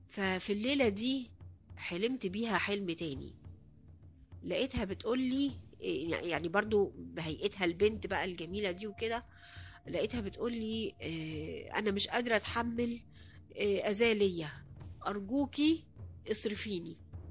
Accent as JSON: {"language": "Arabic", "town": "Cairo", "region": "Cairo Governorate", "country": "Egypt", "lives_now": "Aswan, Egypt", "said": "انا اصلا من القاهرة، لكن لما اتجوزت في اسوان"}